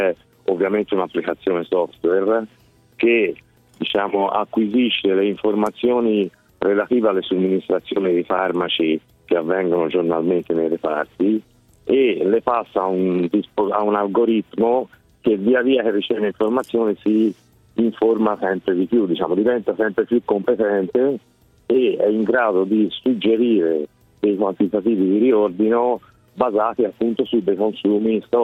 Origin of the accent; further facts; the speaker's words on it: Florence, Tuscany, Italy; Io sono fiorentino, sì.